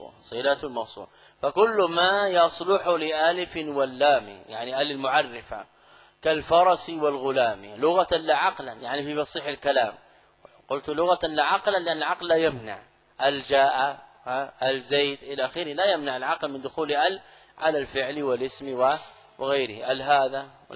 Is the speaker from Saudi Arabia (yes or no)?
yes; Saudi Arabia; أنا لست من أهل مصر. تسأل أهل البلد، هذا من غرائب بعض الطلاب سبحان الله. يعني أنا قادم من السعودية